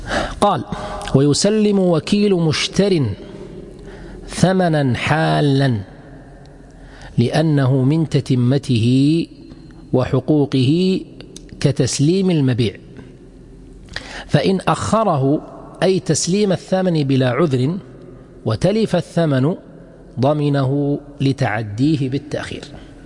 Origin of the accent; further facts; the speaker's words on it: Kuwait; ما يسمى عندنا في الكويت مثلا الوكالة العامة هي ليست عامة في الحقيقة